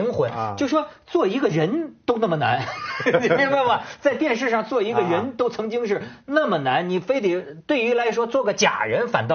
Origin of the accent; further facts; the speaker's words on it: China; 我作为一个大陆人内地人